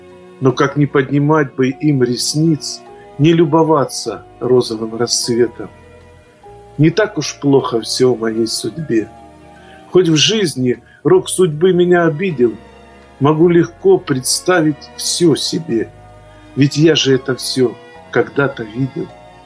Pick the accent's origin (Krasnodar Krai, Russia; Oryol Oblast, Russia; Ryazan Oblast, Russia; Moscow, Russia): Krasnodar Krai, Russia; Я люблю свой край. Наш богатый Краснодарский край, он богатый традициями, и это благодатная земля. И, конечно, воспоминания детства, когда еще мама меня на выходные отправляла в станицу к бабушке.